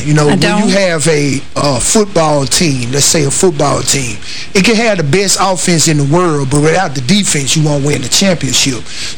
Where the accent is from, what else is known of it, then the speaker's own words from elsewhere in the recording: Memphis, Tennessee, United States; I grew up in church, but I grew up in North Memphis, which was a rough area. It was an inner city area